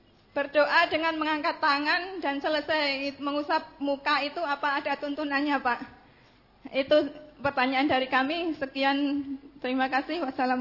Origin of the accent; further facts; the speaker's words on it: Bangka Belitung Islands, Indonesia; Saya dari Bangka Belitung.